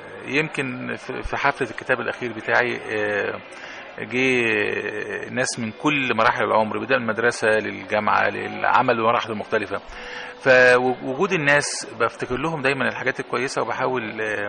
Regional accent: Egypt; هي بلدنا مصر، مرتبطة بينا بالاسم، بالجنسية، بالباسبور، بالميلاد، بالمنشأ، بالممات.

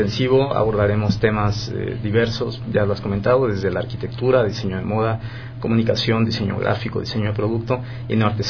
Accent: Campeche, Mexico; Soy del estado de Campeche, en el sureste del país, sí.

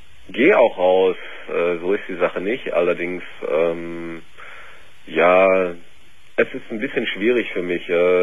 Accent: Dortmund, North Rhine-Westphalia, Germany; Ich komme aus Dortmund

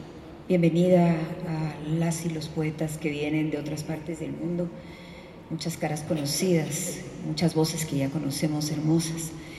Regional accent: Guatemala; nosotros le lanzamos como guatemaltecas y guatemaltecos

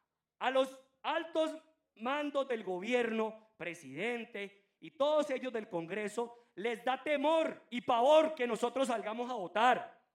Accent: Colombia; Nosotros aquí los colombianos nos da pereza

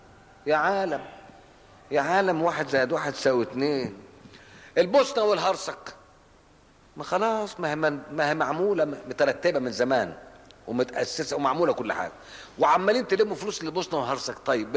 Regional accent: Cairo, Cairo Governorate, Egypt; انا مش اسكندراني، انا قاهري، لحسن حد يسمع شيء تقول لك يا عم بيش اسكندراني، انا قاهري المولد والاصل، مانيش اسكندراني

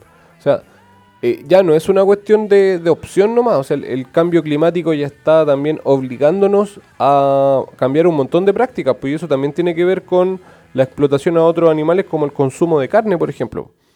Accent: Chile; lo como somos como sociedad chilena

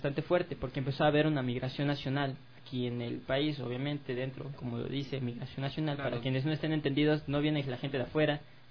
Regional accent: Quito, Pichincha, Ecuador; creo que es parte de los ciudadanos como quiteños

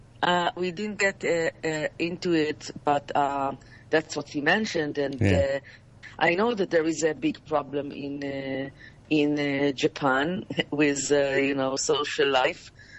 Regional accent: Israel; English is a second language; I can tell that I'm coming from Israel, and children are using any device between 6 to 8 hours a day.

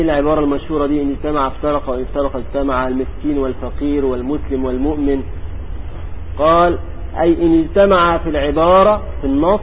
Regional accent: Egypt; كان عندنا في مصر قديما يقولون

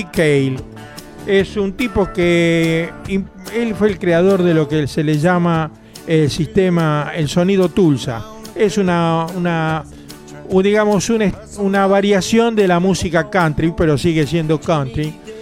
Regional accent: Germany; perdón, la pronunciación, que yo soy alemán, viste, entonces me cuesta trabajo

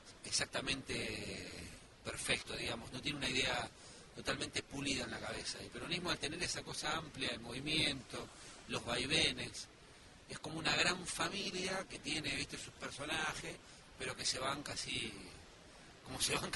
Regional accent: Argentina; lo que nosotros somos como argentinos

